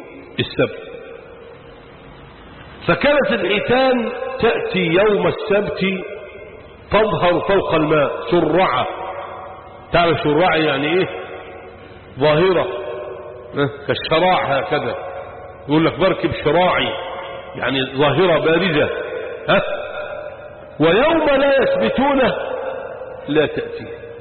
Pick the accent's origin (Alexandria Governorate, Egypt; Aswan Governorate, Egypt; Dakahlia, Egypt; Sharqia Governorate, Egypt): Sharqia Governorate, Egypt; يا عم باكل بس انا راجل شرقاوي